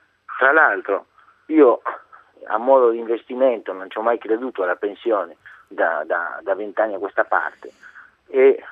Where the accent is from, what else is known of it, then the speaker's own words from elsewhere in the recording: Argentina; Italian is a second language; moved away as an adult; now in Italy; non sono italiano, sono argentino, e sono venuto qua 25 anni fa